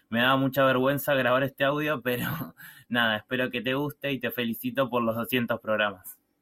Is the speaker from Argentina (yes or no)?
yes; Argentina; de Argentina